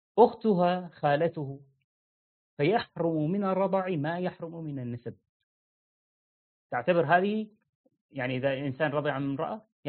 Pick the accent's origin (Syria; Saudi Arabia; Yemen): Syria; طبعا في مثلا عندنا في سوريا ما يقولون فلان بن فلان، يعني ما يذكر اسم أبيك معك